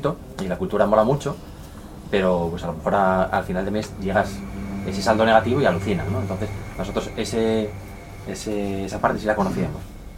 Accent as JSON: {"language": "Spanish", "town": "Gijón", "region": "Asturias", "country": "Spain", "said": "yo soy de Gijón"}